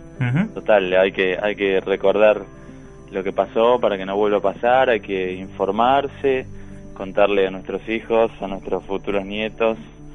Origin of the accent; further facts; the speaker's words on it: Buenos Aires, Argentina; also born or lived in Santa Fe / Paraná / La Plata; nací en Santa Fe, sí. Pero bueno, me fui muy chiquito, hice el preescolar en Paraná, en Entre Ríos, y después me vine para Buenos Aires y después a La Plata.